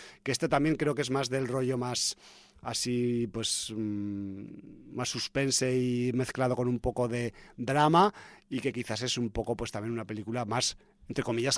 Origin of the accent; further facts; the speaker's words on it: Aragon, Spain; De pues, mi tierra, de Aragón